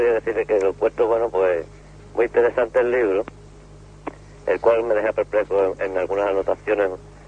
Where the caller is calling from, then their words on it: Málaga, Andalusia, Spain; Desde Málaga.